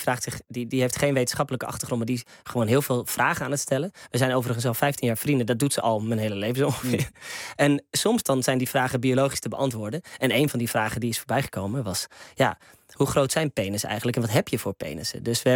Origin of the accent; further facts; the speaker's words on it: Loosdrecht, North Holland, Netherlands; Hier in de buurt in Loosdrecht, waar ik ben opgegroeid.